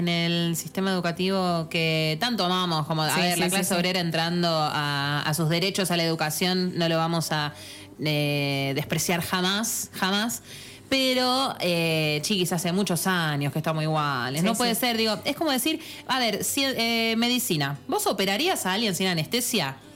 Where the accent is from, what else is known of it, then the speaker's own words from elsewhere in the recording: Buenos Aires, Argentina; nosotros dejamos la ciudad, la vida hegemónica de vivir en la ciudad de Buenos Aires, los cuatro nos vinimos